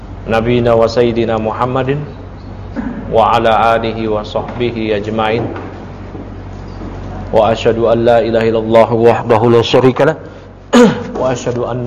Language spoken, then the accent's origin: Indonesian; Tanara, Banten, Indonesia; Yang benar itu adalah kampung saya, adalah kampung di daerah Serang Banten, namanya kampung Tanara.